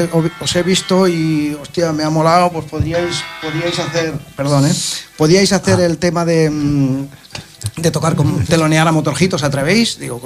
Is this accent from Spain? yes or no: yes; Catalonia, Spain; Yo soy catalán, tío, le dije.